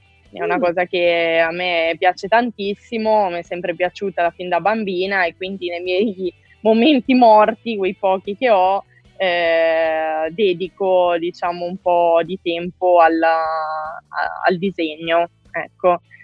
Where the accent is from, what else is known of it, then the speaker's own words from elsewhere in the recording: Varese, Lombardy, Italy; now in Rome, Italy; Io vivo e mi alleno a Roma, anche se sono nata a Varese, sono lombarda. Dal 2015 vivo